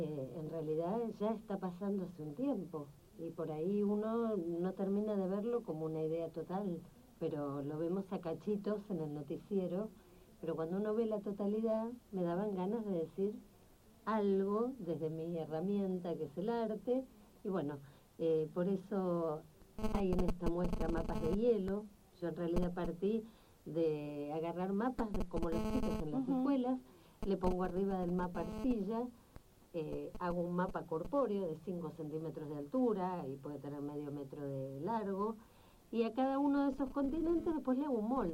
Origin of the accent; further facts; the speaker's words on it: Argentina; Como argentina, como terráquea